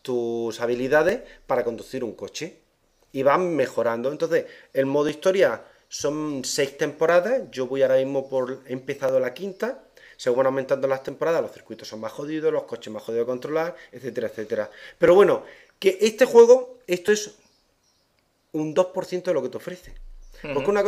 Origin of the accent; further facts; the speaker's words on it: Spain; Te estoy diciendo lo español porque soy español.